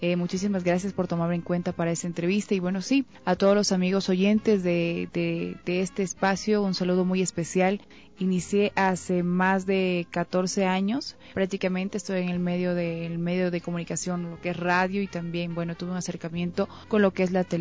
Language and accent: Spanish; Catamayo, Loja, Ecuador; now in Quito, Ecuador; Yo soy de Loja, ¿ya? De un cantón muy hermoso, muy bonito, que le decimos con mucho cariño nuestro Caribe, Catamayo. Es un cantón realmente hermoso.